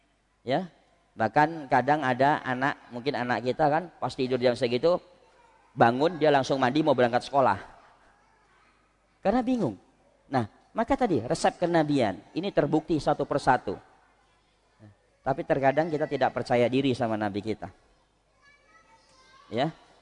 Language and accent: Indonesian; Medan, North Sumatra, Indonesia; Saya orang Medan, ya.